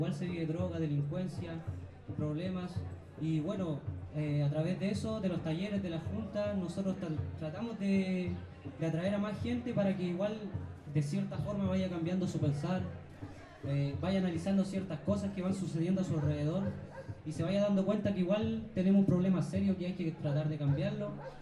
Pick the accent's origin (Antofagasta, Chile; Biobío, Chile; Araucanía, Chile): Araucanía, Chile; Temuco; Yo vengo de Temuco